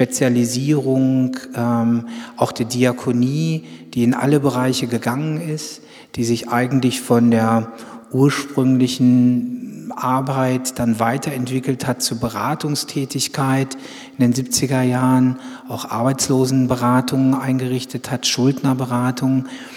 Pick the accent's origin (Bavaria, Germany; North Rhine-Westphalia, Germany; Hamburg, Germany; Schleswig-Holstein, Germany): North Rhine-Westphalia, Germany; ich komme also auch aus Westfalen